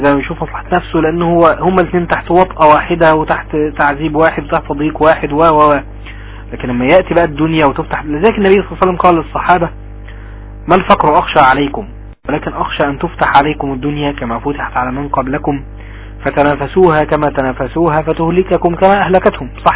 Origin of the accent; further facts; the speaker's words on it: Egypt; يعني ابسط مثال عندنا في مصر مثلا